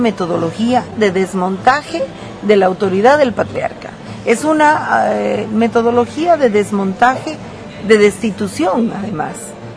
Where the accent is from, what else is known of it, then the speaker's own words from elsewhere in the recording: Bolivia; a mí como ciudadana boliviana y como movimiento, me interesa